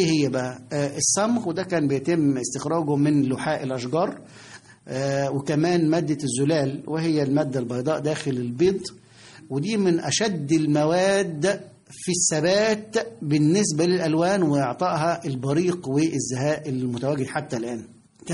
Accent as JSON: {"language": "Arabic", "country": "Egypt", "said": "ولا تزال هذه الفكرة موجودة لدينا كمصريين، مصر هي أحسن بلد في العالم بالنسبة لنا،"}